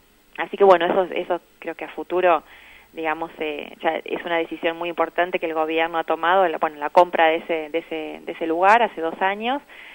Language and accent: Spanish; Sierras Bayas, Buenos Aires, Argentina; Yo soy de Sierras Bayas